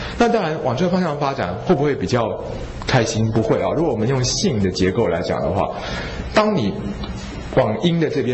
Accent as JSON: {"language": "Chinese", "country": "Taiwan", "said": "但是我觉得作为一个台湾人哦，大部分的时候我们都会败给恐惧"}